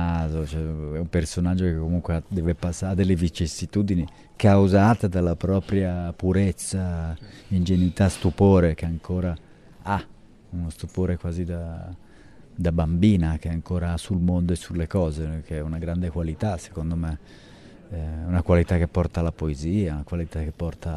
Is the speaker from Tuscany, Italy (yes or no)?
no; Milan, Lombardy, Italy; io sono di Milano